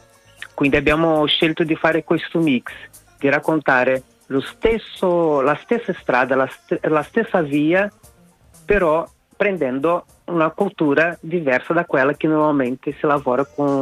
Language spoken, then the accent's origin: Italian; Brazil; Sì, sono brasiliano.